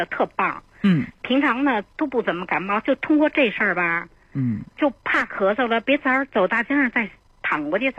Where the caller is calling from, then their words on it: Beijing, China; 我是北京的